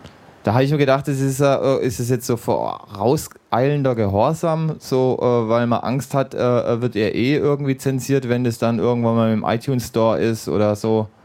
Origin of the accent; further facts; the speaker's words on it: Cologne, North Rhine-Westphalia, Germany; jetzt gerade als Kölner, ist es sehr angenehm